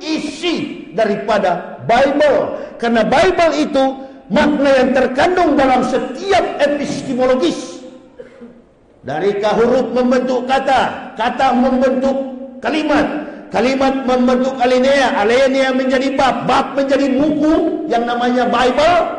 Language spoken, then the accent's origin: Indonesian; Manado, North Sulawesi, Indonesia; dulunya kampung halaman saya, provinsi saya, Sulawesi Utara, Manado.